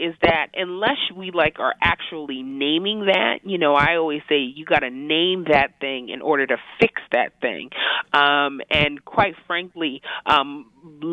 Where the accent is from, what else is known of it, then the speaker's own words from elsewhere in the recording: New York, United States; I'm a New Yorker. I'm a New York girl, born and raised.